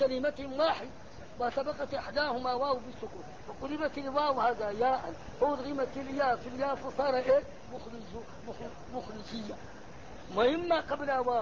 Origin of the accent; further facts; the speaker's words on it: Egypt; now in Mecca, Saudi Arabia; انا مصري ازعل